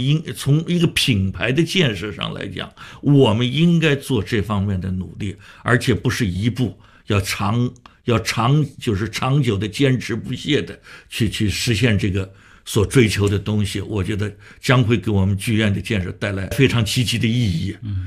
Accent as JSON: {"language": "Chinese", "region": "Shanghai", "country": "China", "said": "我发现北京人也做过我们上海人的戏啊"}